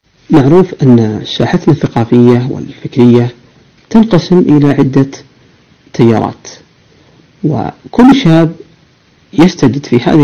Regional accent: Saudi Arabia; وكلنا كسعوديين لنا الحق في الانتماء لها والولاء لقيادتها.

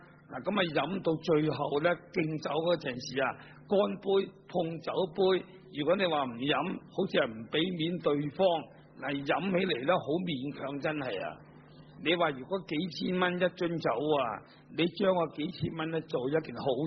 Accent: China; 因為我哋中國人有啲咁樣嘅

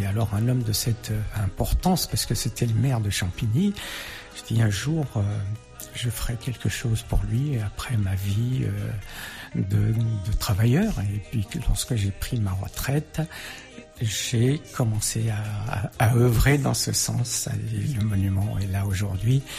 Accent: Portugal; now in France; E mais uma coisa é que nós somos portugueses, somos estrangeiros aqui em França, e vamos para Portugal, somos estrangeiros igual

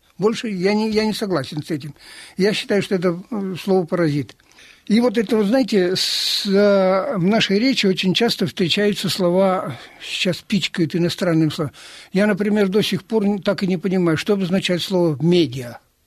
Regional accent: Tikhvin, Leningrad Oblast, Russia; Я приехал из города Тихвина. Это древний город.

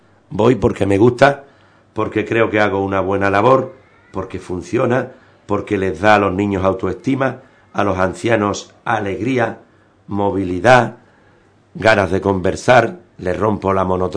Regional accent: Ubrique, Andalusia, Spain; me siento como si fuera el primer ubriqueño, el ubriqueño número uno en sentimiento hacia mi pueblo. He vivido mucho en el extranjero y siempre he llevado el nombre de mi pueblo por delante

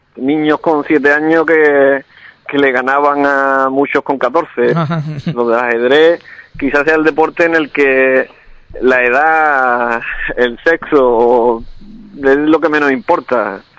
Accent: Alcalá, Andalusia, Spain; mi filosofía, porque es la que me inculcaron desde pequeño en mi pueblo, ¿no? Alcalá tiene una tradición ajedrecística.

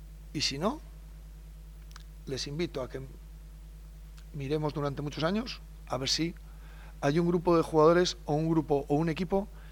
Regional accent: Soria, Castile and León, Spain

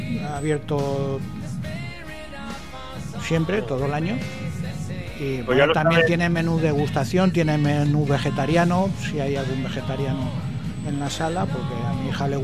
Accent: Toledo, Castilla-La Mancha, Spain; Yo me sé la de mi pueblo, la de Toledo.

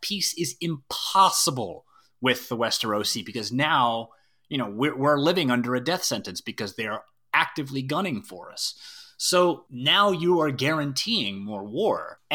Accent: Ireland; I'm Irish, so there's an Irish tradition of sacred hospitality, but it's not just an Irish thing.

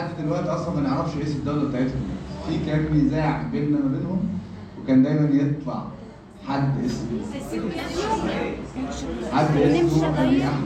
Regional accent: Egypt; احنا عندنا في مصر احنا عندنا الثلاث سلطات منفصلين عن بعض

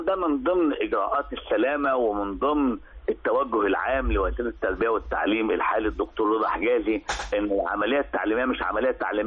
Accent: Egypt; انت عارفه ان احنا عندنا في مصر فكره كانتين المدرسه

